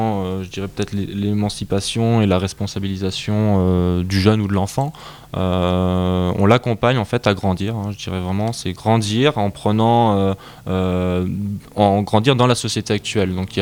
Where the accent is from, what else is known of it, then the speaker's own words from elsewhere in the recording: France; sur d'autres coutumes et cultures qui sont différentes de chez nous en France.